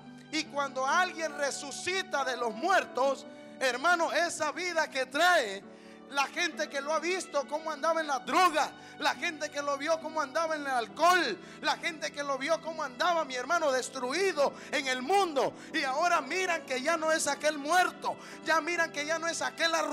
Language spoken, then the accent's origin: Spanish; Honduras; Me siento mexicano, me siento guatemalteco, me siento salvadoreño, pero soy hondureño, ¿qué le voy a hacer?